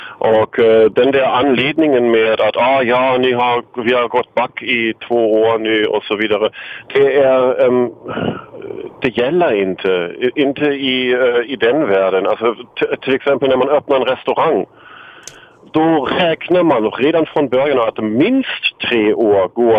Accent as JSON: {"language": "Swedish", "region": "Berlin", "country": "Germany", "second_language": "Swedish", "moved": "as an adult", "lives_now": "Sweden", "said": "Ja, som du kanske redan har gissat, kommer jag från Tyskland."}